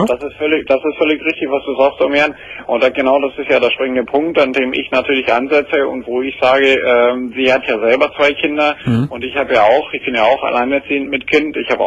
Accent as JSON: {"language": "German", "region": "Baden-Württemberg", "country": "Germany", "tie": "born there", "said": "Ich bin ein gebürtiger Schwabe, ich trinke auch mal gerne mal."}